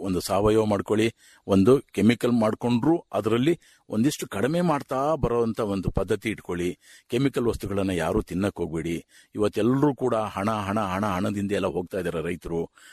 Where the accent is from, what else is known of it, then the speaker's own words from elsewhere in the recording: Uduvare, Karnataka, India; ಹಾಸನ ತಾಲೂಕು ಕಟ್ಟವಾಗಿಲ್ಲ ಉಡುವರೆ ಗ್ರಾಮ, ಗೋರೂರಿನಿಂದ 2 ಕಿಲೋಮೀಟರ್ ನನ್ನ ಗ್ರಾಮ.